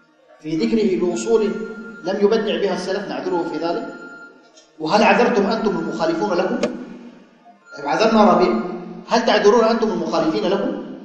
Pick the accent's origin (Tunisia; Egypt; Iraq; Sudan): Sudan; عندنا في السودان، ولاة أمرنا في هذه البلاد